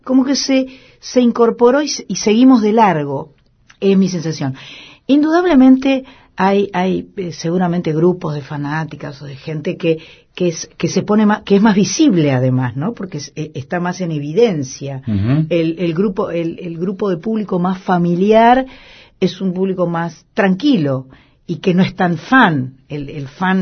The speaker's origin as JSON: {"language": "Spanish", "country": "Argentina", "said": "Yo soy una mujer argentina, feliz, agradecida por todos los privilegios que tengo"}